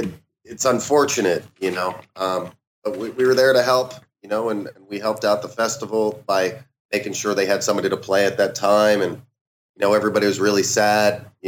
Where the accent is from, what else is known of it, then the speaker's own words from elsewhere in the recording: Philadelphia, Pennsylvania, United States; now in Los Angeles, United States; I am from Philadelphia.